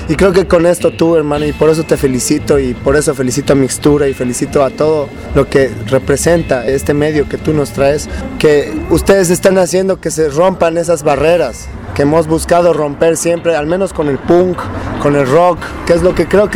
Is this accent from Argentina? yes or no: no; Bolivia; nosotros, Bolivia, como bolivianos, hermanos, somos un medio muy pequeño, somos pocos.